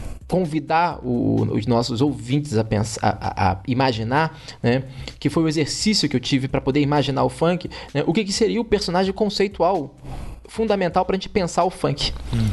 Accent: Rio de Janeiro, Brazil; Porque eu cresci nos anos 90, no Rio de Janeiro

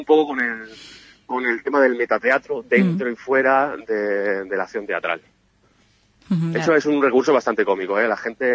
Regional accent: Lucena, Andalusia, Spain; yo soy de Lucena

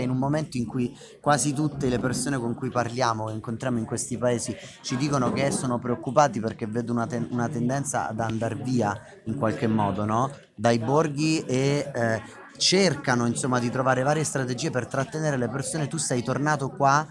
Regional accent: Umbria, Italy; anche dalle mie parti in Umbria, in montagna, ci si urlava da valle a valle.

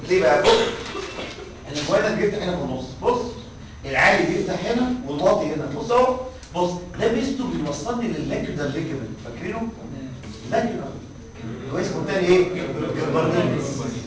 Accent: Egypt; احنا كمصريين والله ما بهزر معاكم

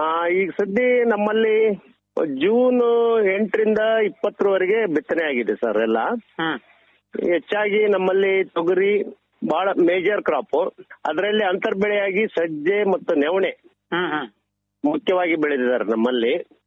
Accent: Sindhanur, Karnataka, India; ಇದು ನಾವು ಸಿಂಧನೂರ್ನ ಈ ಕಡೆ ನಾವು ಪಶ್ಚಿಮ ಭಾಗದವ್ರು ಆಗ್ತವ್ರಿ.

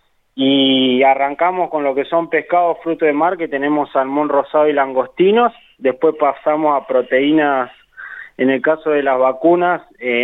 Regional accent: Santa Rosa, La Pampa, Argentina; moved away as an adult; yo soy nacido y criado acá en Santa Rosa, sí. Pero a los 18 años me fui a estudiar a Tandil, de la familia por parte de mi madre es de allá

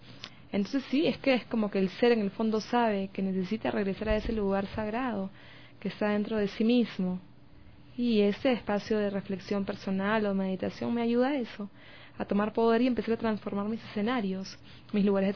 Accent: Peru; Sí, soy peruana

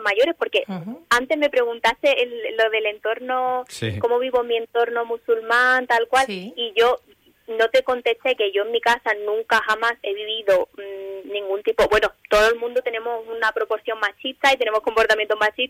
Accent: Western Sahara; aunque tenga 90 años y no haya vuelto al Sahara, seguiré siendo, diciendo que soy saharaui mil por mil

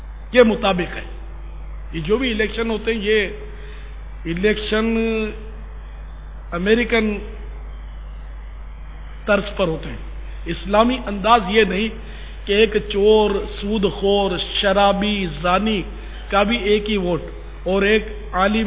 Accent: Karachi, Sindh, Pakistan; born there; ہاں نیشنلٹی پاکستان کی ہے، پاکستان میرا وطن ہے، کراچی میں میں پیدا ہوا ہوں،

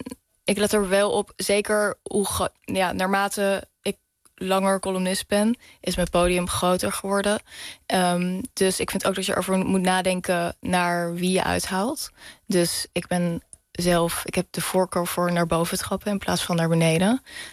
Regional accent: The Hague, South Holland, Netherlands; Ik kom uit Den Haag, zij komt uit Leiden, heel lief. Dus we hebben allebei een beetje die R. Dat is eigenlijk een regionale R.

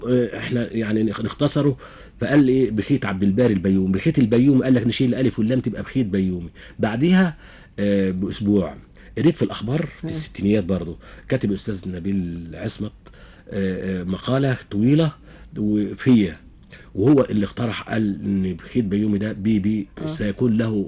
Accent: Kafr El Hatab, Dakahlia, Egypt; born there; ان انا من مواليد كفر الحطب مركز

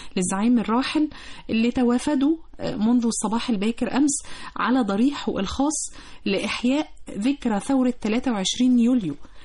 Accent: Egypt; حاجة كلنا كمصريين ملاحظينها

